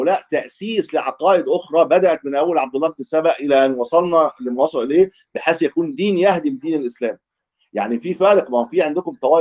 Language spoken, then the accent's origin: Arabic; Egypt; ودول ايضا كان لهم تواجد عندنا في مصر